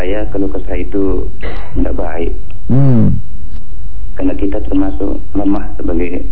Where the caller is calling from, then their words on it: West Nusa Tenggara, Indonesia; Saya dari NTB.